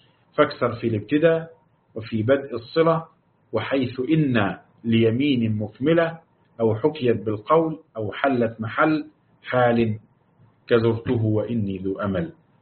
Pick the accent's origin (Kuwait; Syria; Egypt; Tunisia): Egypt; Upper Egypt; لأنها عندنا في الصعيد نقول يا بخت فلان، أو ده بخت عظيم